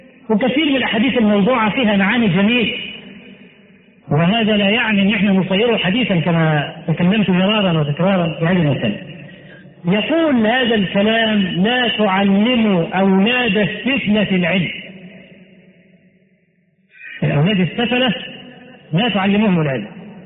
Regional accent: Egypt; التعليم عندنا في مصر، نحن الذين فضلنا التعليم إلى بلاد العرب

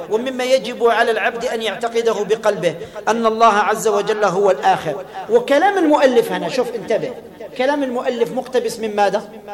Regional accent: Algeria; كنا بين 16، احنا كنا جزائريين

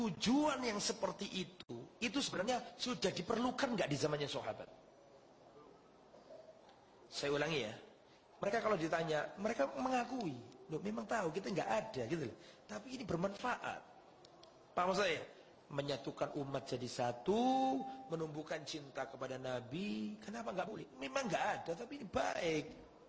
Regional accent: Java, Indonesia; Lho saya orang Jawa, tahu karakteristik warga saya.

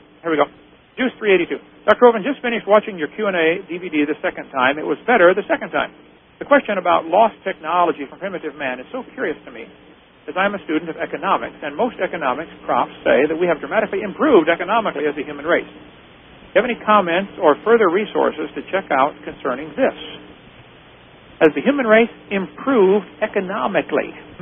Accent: Norway; I'm Norwegian.

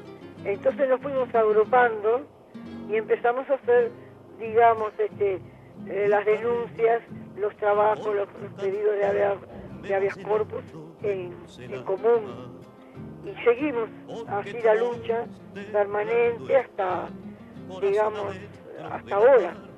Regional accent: Italy; porque yo soy italiana

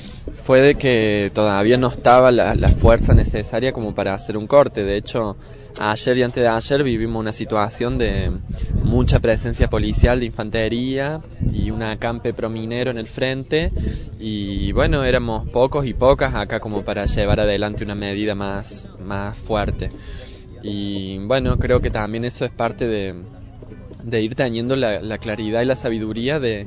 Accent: Capilla del Monte, Córdoba, Argentina; vengo de la ciudad de Capilla del Monte, en la provincia de Córdoba.

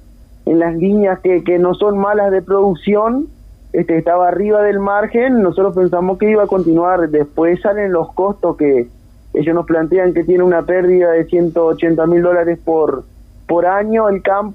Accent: Bella Unión, Artigas, Uruguay; Aunque yo soy de Bella Unión, ¿verdad?

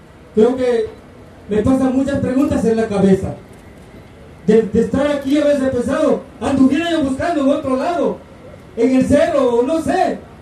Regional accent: Mexico; Yo como mexicano siempre me he sentido indignado de esta clase de porquería que existe de gobierno.

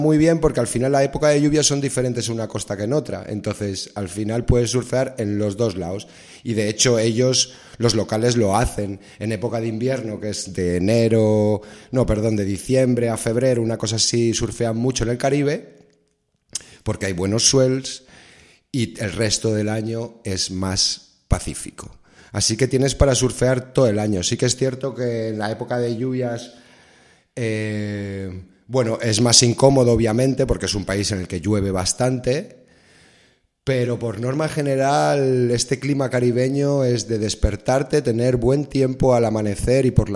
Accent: Spain; soy español, pero lo tengo un poco dividido casi ya, ¿eh? Entre España y Costa Rica me siento un poco tico.

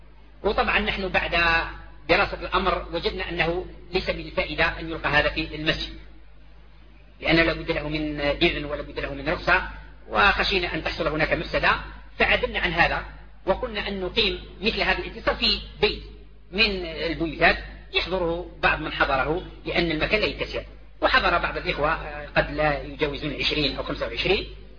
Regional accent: Algeria; ونحن دعاة من الجزائر

